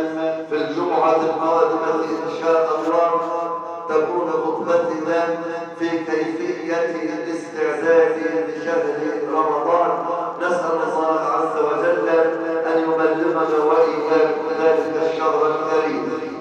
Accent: Egypt; واحفظ بلدنا مصر بالبلد الامنه سخاء

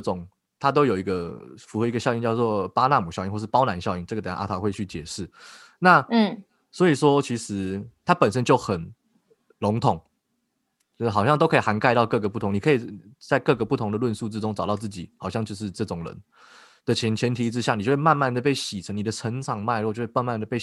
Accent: Keelung, Taiwan; 像我跟我家人小时候在基隆，因为我们家住在庙旁边啊

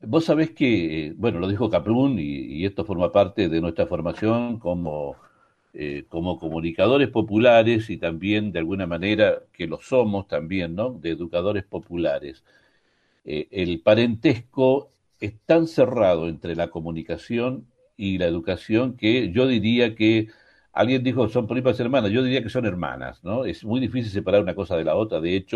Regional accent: Chile; yo soy chileno

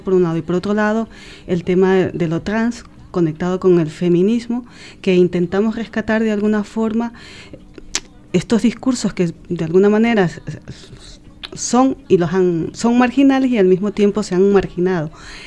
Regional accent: Ecuador; estamos conectándonos, por ejemplo, con Ecuador, ya que somos ecuatorianos

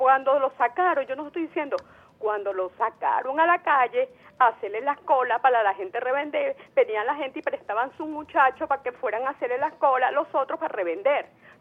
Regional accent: Venezuela; uno, como venezolano

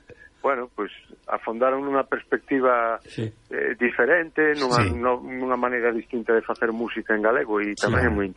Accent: Fene, Galicia, Spain; Eu criei-me ali, en Cerquiña de Ferrol. Cerquiña de Ferrol, en Fene, sí.

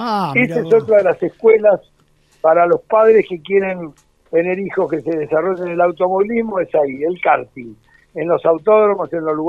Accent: Buenos Aires, Argentina; era un tipo del barrio, Mataderos, donde yo nací. Yo soy uno de los pocos pilotos porteños

